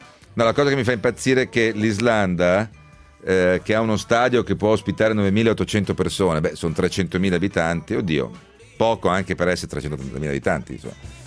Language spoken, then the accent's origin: Italian; Veneto, Italy; perché sono un veneto rinnegato